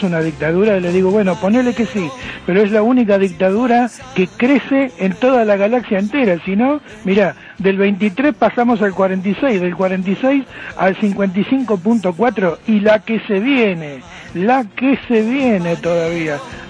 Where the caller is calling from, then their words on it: Buenos Aires, Argentina; de Boedo.